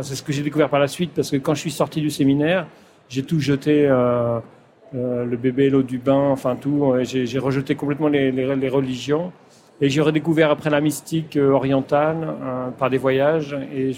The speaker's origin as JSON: {"language": "French", "region": "Pays de la Loire", "country": "France", "tie": "born there", "first_language": "patois", "second_language": "French", "said": "je suis né en Vendée, ce qui explique aussi le séminaire. Et la langue, le patois, j'ai parlé patois jusqu'à l'âge de 10 ans, effectivement, et à l'école, j'ai appris le français."}